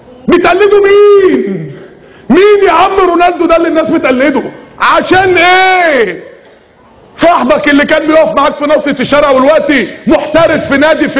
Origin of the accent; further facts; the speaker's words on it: Egypt; الاختام احنا عندنا في مصر هنا الاختام في ورقة كده بتستلمها وانت نازل من بطن الام ساعة الولادة